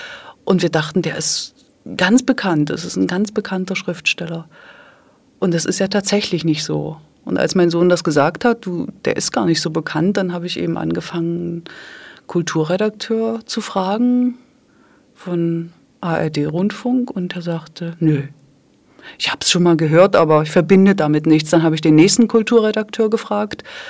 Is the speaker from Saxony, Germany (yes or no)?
yes; Dresden, Saxony, Germany; ich komme aus dem ehemaligen DDR-Gebiet, bin in Dresden aufgewachsen